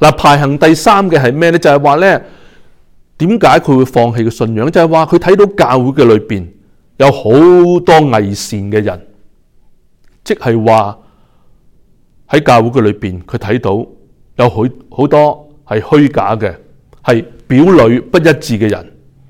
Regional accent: China; 特别系我哋中国人

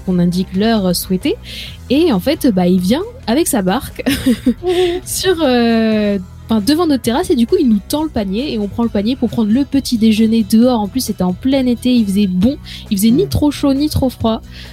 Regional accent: Changé, Pays de la Loire, France; C'est comme à la base, la petite ville. La petite ville d'où je viens s'appelle Changé.

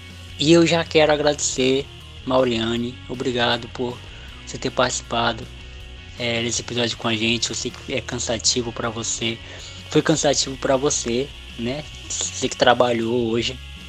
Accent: Acre, Brazil; Eu e a Mauriane somos do Acre

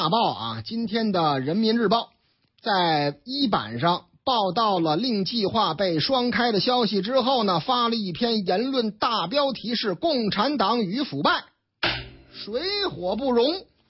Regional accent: Shijiazhuang, Hebei, China; 打上我老家的主意了，石家庄吗？

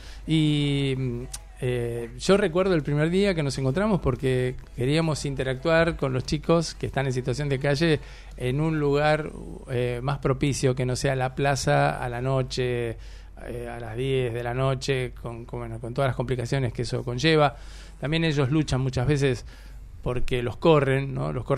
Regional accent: Argentina; para que nos unamos como argentinos

